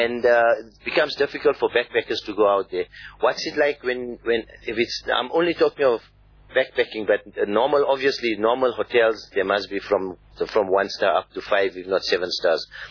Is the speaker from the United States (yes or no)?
no; South Africa; Now, from as a South African, my first point of entry into the country